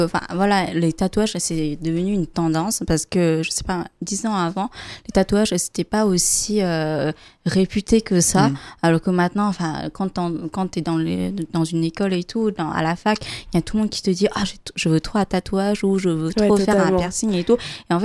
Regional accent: Vietnam; là, je parle en tant que vietnamienne, je sais qu'au Vietnam, les tatouages sont très mal vus

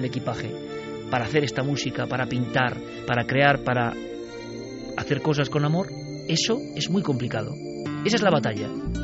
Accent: Spain; Pero es que yo soy español.

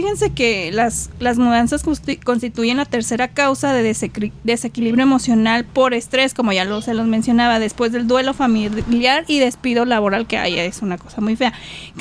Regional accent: Michoacán, Mexico; born or raised there; also born or lived in Puebla / Guadalajara

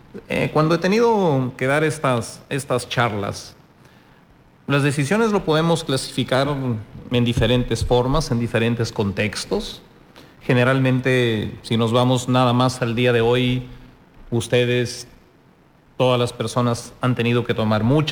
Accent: Peru; Yo soy de origen peruano.

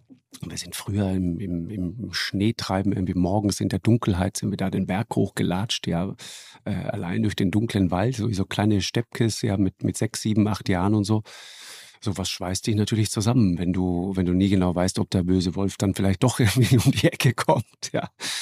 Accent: Trentino-Alto Adige, Italy; accent: South Tyrolean dialect; now in Hamburg, Germany; Ja, alles Südtiroler.

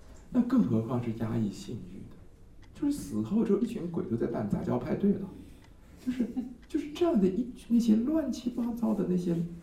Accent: Taiwan; 就比如说像我们台湾曾经有一个故事

